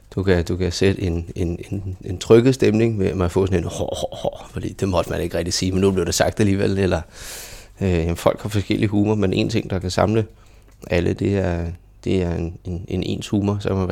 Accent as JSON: {"language": "Danish", "town": "Køge", "region": "Zealand", "country": "Denmark", "tie": "born or raised there", "said": "Jeg er født og opvokset i Køge, og jeg har gået på to forskellige folkeskoler."}